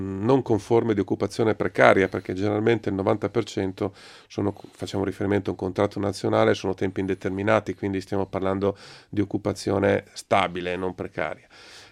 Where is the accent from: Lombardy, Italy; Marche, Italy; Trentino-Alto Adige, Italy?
Lombardy, Italy; Milan; Io abito, sono di Milano, sono del Giambellino.